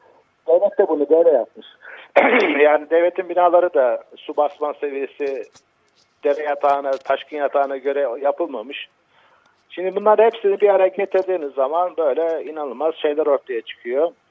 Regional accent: Black Sea Region, Turkey; Ya eskiden ben de Karadenizliyim.

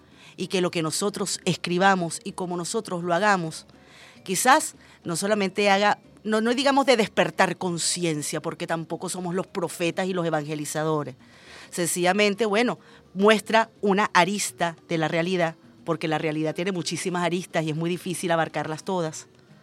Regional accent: Venezuela; somos venezolanos de a pie como cualquier otro

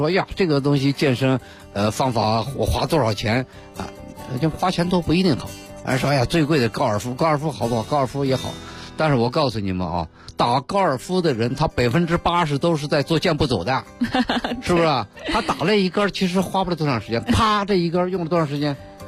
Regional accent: Beijing, China; 尤其是我们北京人啊

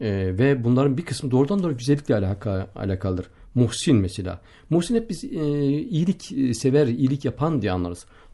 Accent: Gaziantep, Turkey; Köyümde Gaziantep'te memleketim.

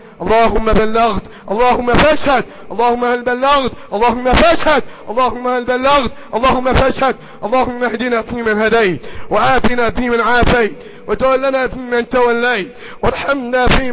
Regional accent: Egypt; اللهم احفظ بلدنا مصر، احفظ بلدنا مصر، احفظ بلدنا مصر

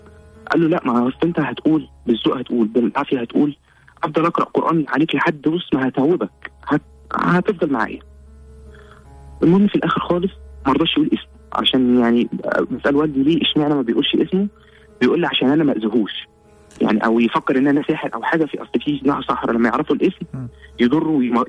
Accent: Cairo, Cairo Governorate, Egypt; انا من القاهره حي رود الفرج

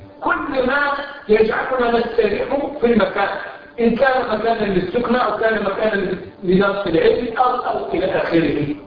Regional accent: Cairo, Cairo Governorate, Egypt; عندنا في القاهرة في مصر

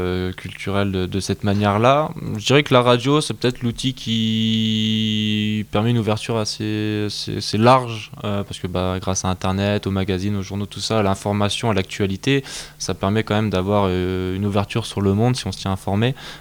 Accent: France; sur d'autres coutumes et cultures qui sont différentes de chez nous en France.

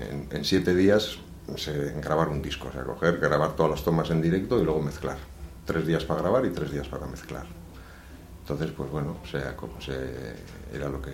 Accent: Elorrio, Basque Country, Spain; now in Bilbao, Spain; Somos de Elorrio, de allí, nacimos allí como las patatas de Elorrio.

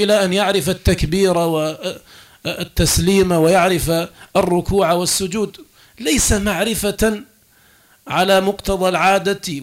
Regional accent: Algeria; حياتنا اليوم في بلادنا الجزائر المحروسة بالله

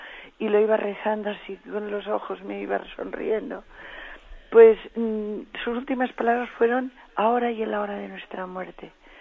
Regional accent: Catalonia, Spain; en catalán, porque somos catalanes

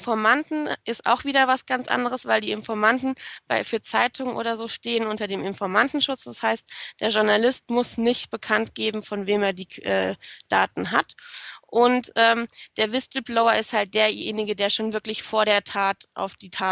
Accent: Hesse, Germany; Ich weiß, dass ich Whistleblowing ganz komisch ausspreche, aber ich bin Hesse und da wird das ganz komisch gesprochen.

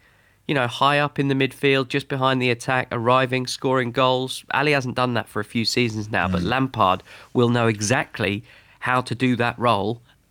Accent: London, United Kingdom; I'm from North London and almost all of my mates in my WhatsApp group from home are Tottenham fans.

